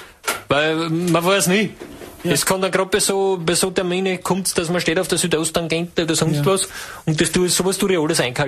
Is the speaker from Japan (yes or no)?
no; Judenburg, Styria, Austria; Ich komme aus Judenburg.